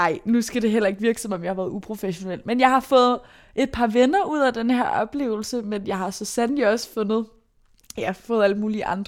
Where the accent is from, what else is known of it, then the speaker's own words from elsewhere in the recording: Brøndby, Capital Region of Denmark, Denmark; Jeg er vokset op i Brøndby. Jeg blev født i år 2000.